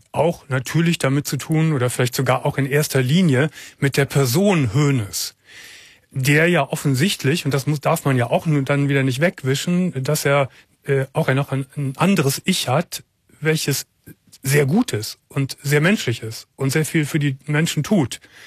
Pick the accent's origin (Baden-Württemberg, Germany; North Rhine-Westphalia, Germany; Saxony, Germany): North Rhine-Westphalia, Germany; Cologne; ich komme ja nun hier aus Köln